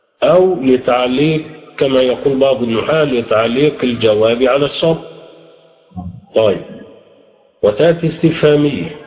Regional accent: Egypt; حتى في اللهجة العامية في عندنا في مصر ماذا يحدث لها

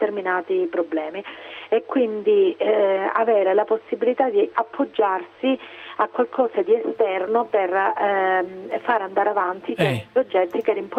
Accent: Monasterace, Calabria, Italy; una forma di interesse dello Stato verso il mio paese, verso Monasterace

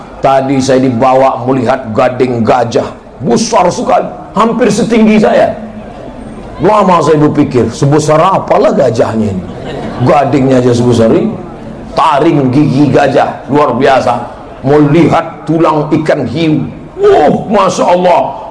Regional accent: Indonesia; moved away; kampung halaman saya di Indonesia

